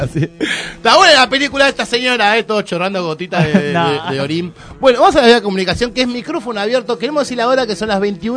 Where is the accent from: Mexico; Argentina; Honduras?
Argentina; Somos Argentina. Hay que pelear con alguien.